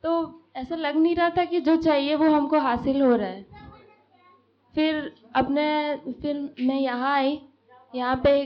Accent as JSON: {"language": "Hindi", "town": "Bargarh", "region": "Odisha", "country": "India", "moved": "as an adult", "said": "और मैं बरगढ़ से हूँ, ओडिशा से। और अभी मुझे यहाँ शिफ्ट हुए 4 महीने के आसपास होने वाले हैं। अभी मैं ही शिफ्ट हुई हूँ, मेरी फैमिली शिफ्ट नहीं हुई है, पर उनकी सहमति है।"}